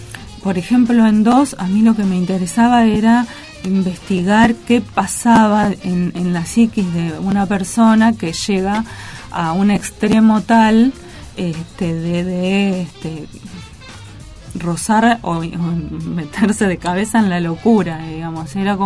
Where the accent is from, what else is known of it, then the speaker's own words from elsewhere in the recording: Gálvez, Santa Fe, Argentina; Soy de Galvez.